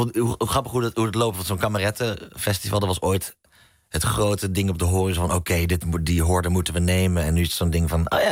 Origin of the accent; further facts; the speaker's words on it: Haren, Groningen, Netherlands; also born or lived in Leiden; Ja, ik ben in Haren opgegroeid, ja.